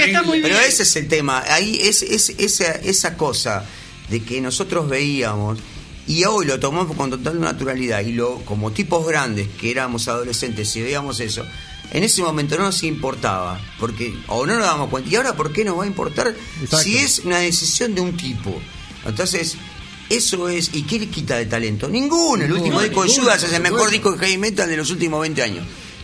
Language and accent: Spanish; Argentina; que pasa es que el argentino, nosotros particularmente como sociedad, necesitamos el contra.